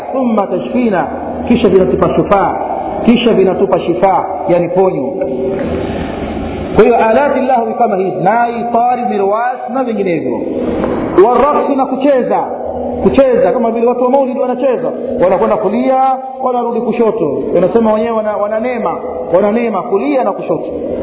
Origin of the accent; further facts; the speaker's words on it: Tanga, Tanga Region, Tanzania; mpaka kule kwetu, yani kwetu Tanga, kwenye chuo cha Tamtam Shamsia